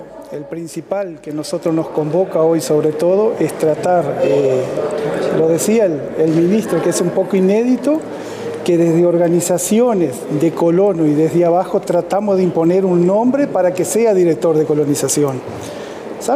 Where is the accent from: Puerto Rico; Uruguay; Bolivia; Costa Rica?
Uruguay; Bella Unión, Artigas; en mi caso, que soy de Bella Unión